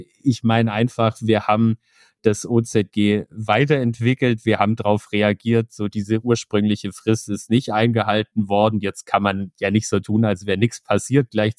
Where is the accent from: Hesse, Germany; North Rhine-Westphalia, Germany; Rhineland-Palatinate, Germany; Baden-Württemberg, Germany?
Baden-Württemberg, Germany; Sigmaringen; Ich bin 32, seit 2,5 Jahren im Bundestag. Ich komme ganz aus dem Süden in Deutschland, aus Baden-Württemberg, Sigmaringen, um genau zu sein.